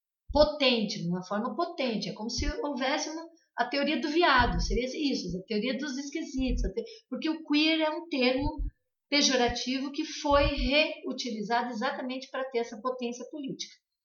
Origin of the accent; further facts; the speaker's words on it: Santa Catarina, Brazil; Eu sou de Santa Catarina, é um estado muito pequeno. A minha cidade é uma cidade considerada de médio porte.